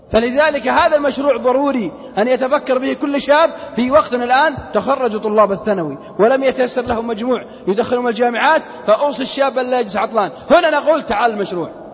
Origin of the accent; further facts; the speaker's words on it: Al-Qassim, Saudi Arabia; accent: Qassimi; على لهجتنا القصيم ما أدري عاد إيش يقولون عندكم في جدة